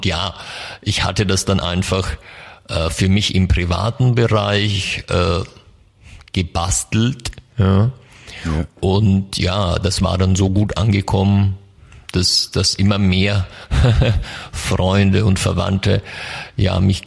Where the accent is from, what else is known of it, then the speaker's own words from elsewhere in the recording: Germany; Ich komme aus der Nähe von Mannheim in Deutschland.